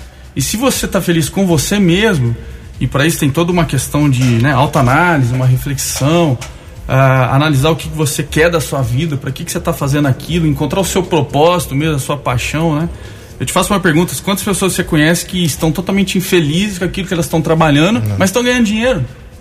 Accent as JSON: {"language": "Portuguese", "town": "Guaxupé", "region": "Minas Gerais", "country": "Brazil", "also_born_or_lived": "Campinas", "said": "que eu venho de lá, morei 20 anos em Campinas, sou de Guaxupé, mas morei em Campinas"}